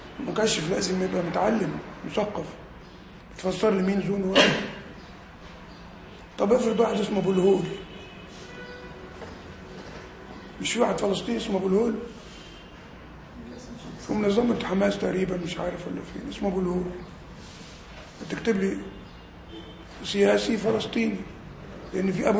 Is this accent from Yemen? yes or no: no; Egypt; بره عندنا في مصر يعني ايه؟